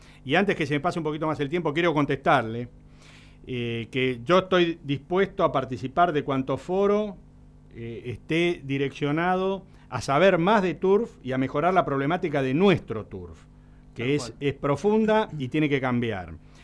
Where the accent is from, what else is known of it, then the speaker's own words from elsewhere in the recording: Argentina; Y bueno, sí, somos todos argentinos.